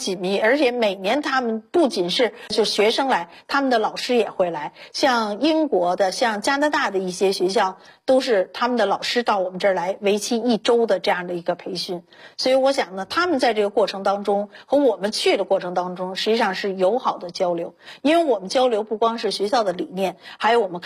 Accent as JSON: {"language": "Chinese", "country": "China", "said": "而且我也觉得我们中国人要比外国人聪明得多。"}